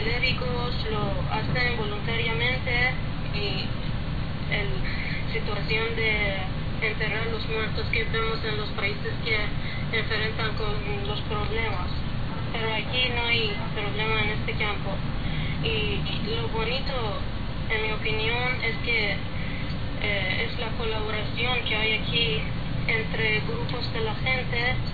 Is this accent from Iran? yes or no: yes; Iran; Spanish is a second language; quiero hablar lo que pasó en mi país. El primer caso diagnosticado de coronavirus confirmó el 20 de febrero aquí en Irán.